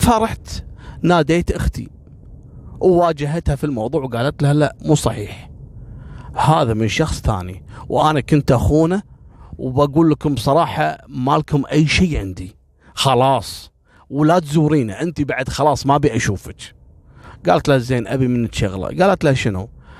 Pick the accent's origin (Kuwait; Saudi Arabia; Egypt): Kuwait; بعد ما اخذ محكوميته عندنا في الكويت كم شهر تم ابعاده بالفعل الى العراق.